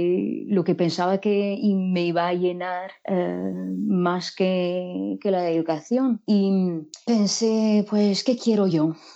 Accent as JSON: {"language": "Spanish", "country": "France", "second_language": "Spanish", "said": "Yo soy de Francia y durante estos últimos 20 años pues estuve enseñando francés como lengua extranjera e inglés como lengua extranjera"}